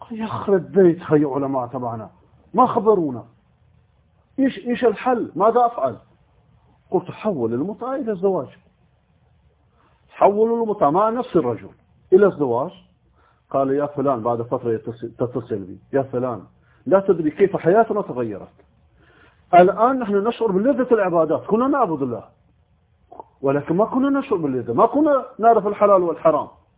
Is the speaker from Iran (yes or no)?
yes; Iran; moved away; أنا لما خرجت من إيران قبل 18 سنة كان فكرتي الإذاعة